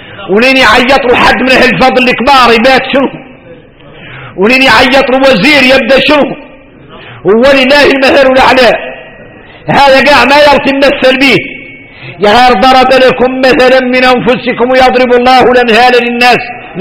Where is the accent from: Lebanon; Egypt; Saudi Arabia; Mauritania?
Mauritania; احنا موريتاني قالوا اننا معروفين بكرم الضيافة،